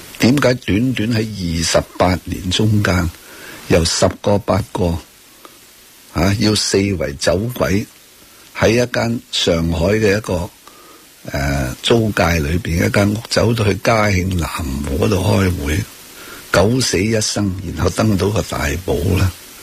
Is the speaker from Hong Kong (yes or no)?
yes; Hong Kong; 我哋香港人好 innocent